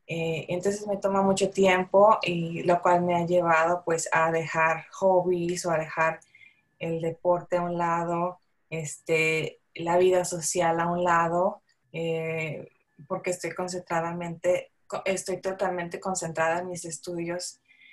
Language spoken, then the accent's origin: Spanish; San Luis Potosí, Mexico; porque yo soy de San Luis Potosí